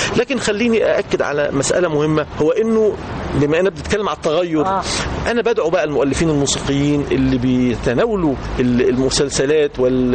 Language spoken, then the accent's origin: Arabic; Egypt; وإحنا كمصريين ما فيش شك إنه الشجن يعني يتحرك